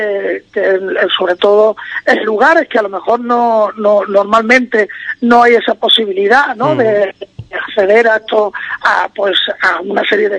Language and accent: Spanish; Cádiz, Andalusia, Spain; now in Madrid, Spain; Yo siempre digo que si yo soy de Cádiz, pero llevo muchos años fuera, ¿no?, viviendo en Madrid